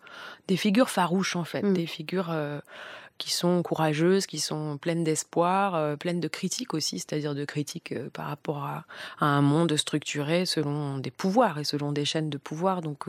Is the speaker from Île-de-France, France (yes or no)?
no; Marseille, Provence-Alpes-Côte d'Azur, France; Et je l'en remercie en tant que Marseillaise, ex-Marseillaise.